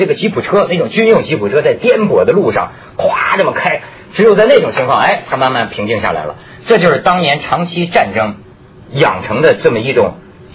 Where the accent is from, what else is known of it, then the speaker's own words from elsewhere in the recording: China; 这个，你看，就反映咱们中国人呢